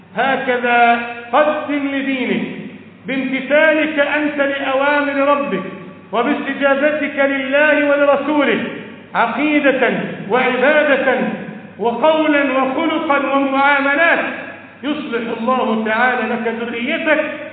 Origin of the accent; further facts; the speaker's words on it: Egypt; وأقام عندنا في مصر ودفن هناك